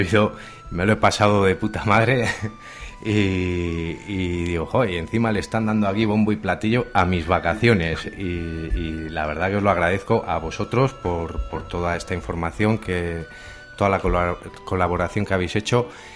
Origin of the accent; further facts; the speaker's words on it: Berriozar, Navarre, Spain; la mayoría somos de Berriozar y conocidos ya de antes